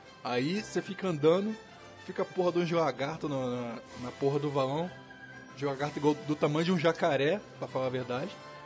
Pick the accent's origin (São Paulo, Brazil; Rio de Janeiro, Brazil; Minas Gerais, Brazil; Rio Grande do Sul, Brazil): Rio de Janeiro, Brazil; born there; Foi aí na Baixada aí, no pior lugar.